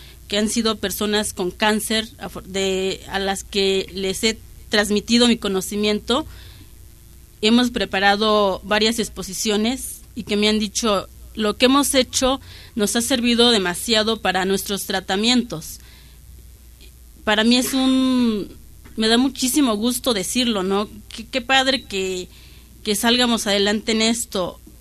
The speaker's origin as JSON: {"language": "Spanish", "town": "Santa Martha Acatitla", "region": "Mexico City", "country": "Mexico", "said": "vengo de Santa Marta, Catitla."}